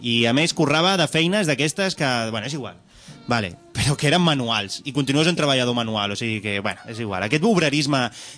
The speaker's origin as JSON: {"language": "Catalan", "town": "Barcelona", "region": "Catalonia", "country": "Spain", "tie": "born or raised there", "said": "jo vinc d'una família obrera. La meva àvia era minera i la meva mare és assalariada. O sigui que a mi no em venguin la moto i m'he criat a Nou Barris."}